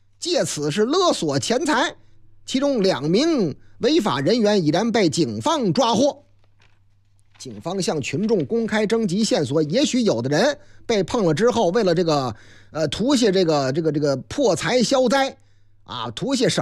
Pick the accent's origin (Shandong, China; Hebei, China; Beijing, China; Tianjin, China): Beijing, China; 投诉最多的行政区是我老家哪个区？朝阳啊。